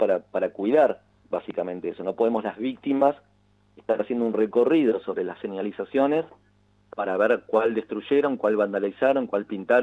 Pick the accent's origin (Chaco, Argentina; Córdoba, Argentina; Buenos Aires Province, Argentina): Buenos Aires Province, Argentina; Mar del Plata; yo como soy, a ver, todos nosotros, vos también, Claudio, sos marplatense, sos bonaerense y sos argentino, ¿no?